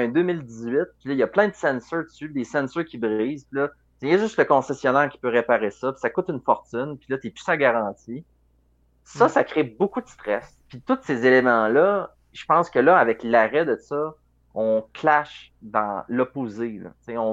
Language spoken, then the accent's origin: French; Quebec City, Quebec, Canada; nous, tu sais, on vient de la ville de Québec, mais on n'y habite plus, là.